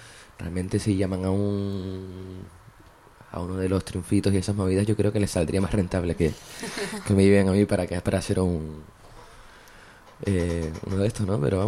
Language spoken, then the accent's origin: Spanish; Las Palmas, Canary Islands, Spain; Bueno, en mi tierra, en Las Palmas.